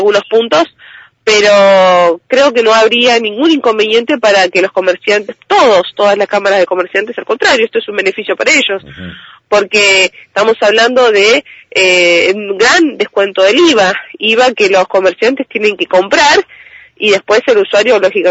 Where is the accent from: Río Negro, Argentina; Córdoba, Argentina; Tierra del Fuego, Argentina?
Río Negro, Argentina; General Roca; ustedes son de Viedma, yo soy de Roca